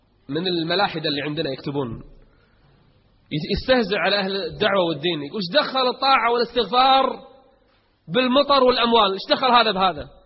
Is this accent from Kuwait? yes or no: yes; Kuwait; اليوم أكثر تجمع عندنا بالكويت حصل